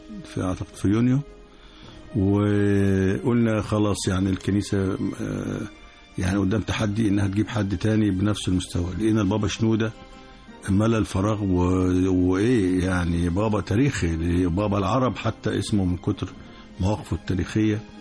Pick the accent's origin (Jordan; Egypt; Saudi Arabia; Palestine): Egypt; بنتكلم باعتبارنا مصريين كلنا ما فيش تفرقة.